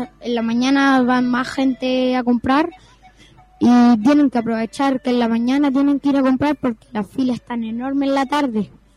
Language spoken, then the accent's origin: Spanish; Ventanas, Valparaíso, Chile; No, soy de Ventana.